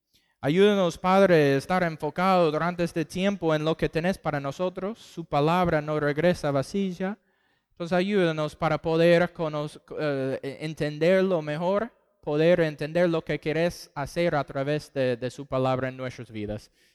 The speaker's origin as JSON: {"language": "Spanish", "region": "Texas", "country": "United States", "also_born_or_lived": "Costa Rica / Panama", "second_language": "Spanish", "lives_now": "Argentina", "said": "Y somos del estado de Texas, en el sur de los Estados Unidos."}